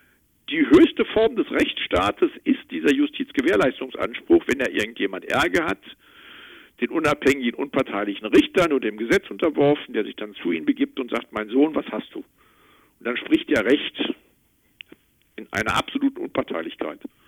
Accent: North Rhine-Westphalia, Germany; now in Berlin, Germany; Nee, ich bin aus Westfalen ursprünglich.

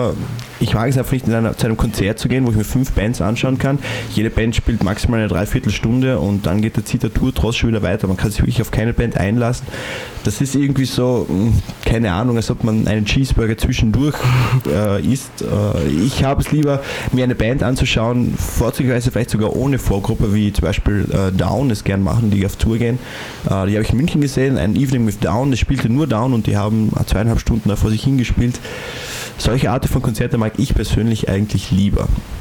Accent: Wolfsberg, Carinthia, Austria; wenn ich von meiner Heimatstadt Wolfsberg nach Graz fahre.

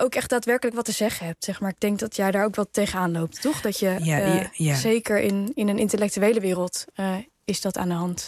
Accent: Netherlands; born there; Ik ben veilig opgegroeid. Ik heb een witte huid, een witte achtergrond. Ik ben in Nederland geboren.

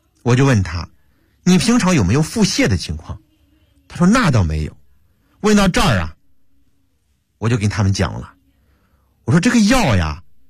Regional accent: Hebei, China; 我赶紧说，我老家也是河北的。

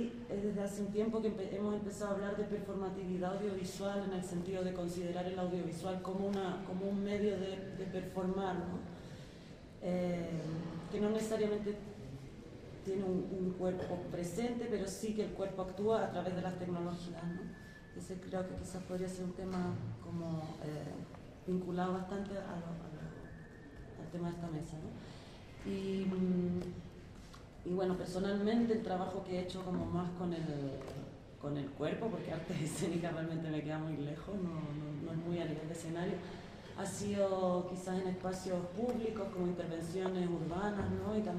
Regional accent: Chile; now in Barcelona, Spain; Soy de Chile, pero vivo en Barcelona

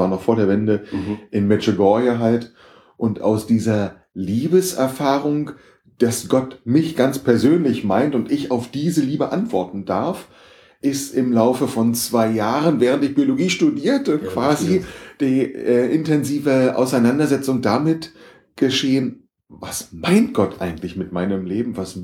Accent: Berlin, Germany; Ich bin in Berlin aufgewachsen.

